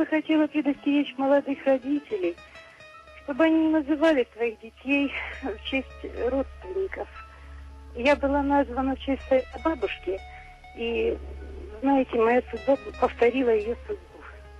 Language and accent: Russian; Krasnodar Krai, Russia; Да, я из Краснодарского края.